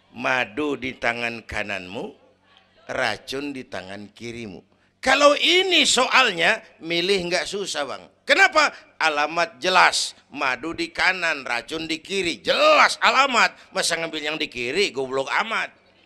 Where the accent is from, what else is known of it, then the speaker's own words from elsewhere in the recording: Kebayoran, Jakarta, Indonesia; born there; Bahwa saya lahir di Kebayoran, itu mah kebetulan.